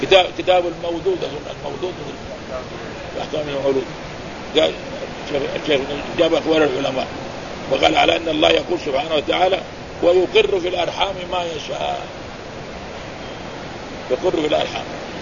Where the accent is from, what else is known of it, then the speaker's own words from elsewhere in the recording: Mecca, Makkah Province, Saudi Arabia; وهذا حصل عندنا في مكة